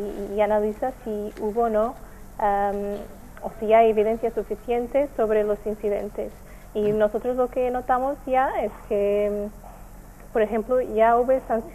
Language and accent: Spanish; Portugal; Spanish is a second language; Yo soy portuguesa.